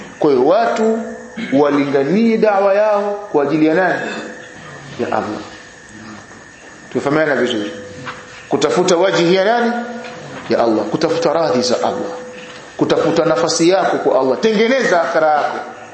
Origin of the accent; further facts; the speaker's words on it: Kigoma, Tanzania; Mimi nimetoka Kigoma mwanafunzi. Kigoma kuna vigogo, mashehe.